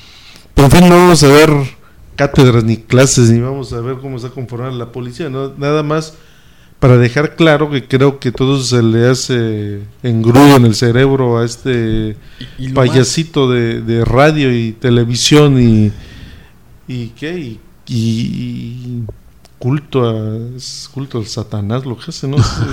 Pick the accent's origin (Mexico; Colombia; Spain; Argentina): Mexico; y lo digo, y soy mexicano, pero sí da coraje